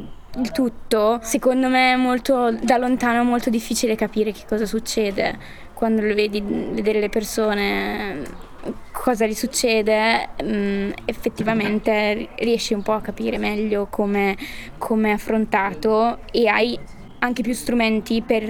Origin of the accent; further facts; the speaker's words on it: Brescia, Lombardy, Italy; ho 23 anni. Vengo da Brescia, ma ho studiato a Bologna questi ultimi 3 anni, antropologia.